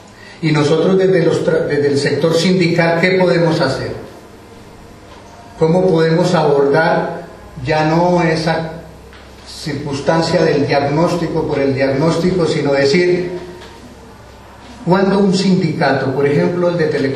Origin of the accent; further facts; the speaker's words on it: Colombia; Y si a nosotros como colombianos nos preguntan que si queremos democracia, paz, derechos humanos